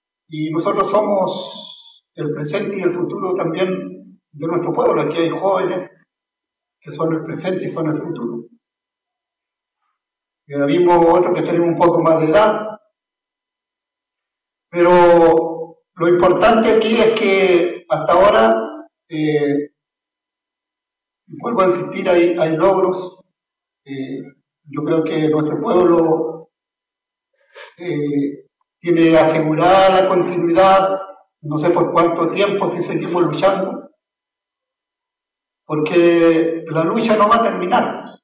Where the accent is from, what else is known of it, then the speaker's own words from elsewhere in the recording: Arauco, Biobío, Chile; nosotros aquí andamos con algunos Emilamuen, venimos del territorio de Yungyeo, más conocido por la zona de Arauco.